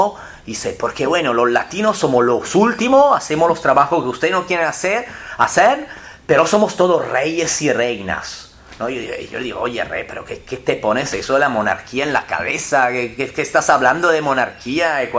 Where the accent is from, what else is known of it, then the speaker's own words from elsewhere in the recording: Sardinia, Italy; Y los folclores de los paisanos de Sardeña, que es la región de donde yo vengo